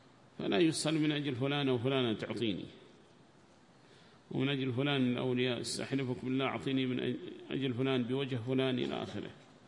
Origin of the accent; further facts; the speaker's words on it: Yemen; وهكذا عندنا في اليمن